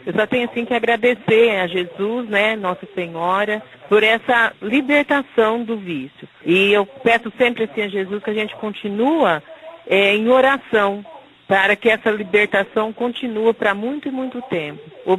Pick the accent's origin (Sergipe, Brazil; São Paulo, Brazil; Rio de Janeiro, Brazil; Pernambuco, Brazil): São Paulo, Brazil; Presidente Prudente; sou de Presidente Prudente.